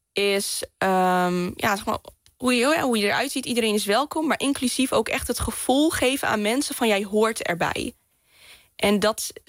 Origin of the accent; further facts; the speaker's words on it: Groningen, Netherlands; accent: Gronings; ik kom uit Groningen. Gronings praten. Ja, met boeren opgegroeid. En ja, super nuchter.